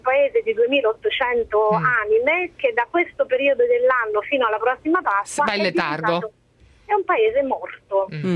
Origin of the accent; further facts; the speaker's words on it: Salerno, Campania, Italy; born there; also born or lived in Como; now in Chianti, Italy; io da 25 anni, prima vivevo a Como e sono nata a Salerno, ho fatto la scelta di andare a vivere nel Chianti, in provincia di Siena.